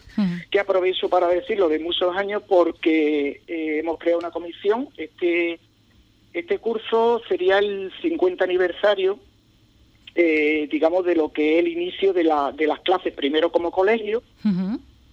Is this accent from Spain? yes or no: yes; Madrid, Community of Madrid, Spain; born there; yo nací, mis padres son de Ubrique, ¿no? Yo nací en Madrid por cuestiones laborales de ellos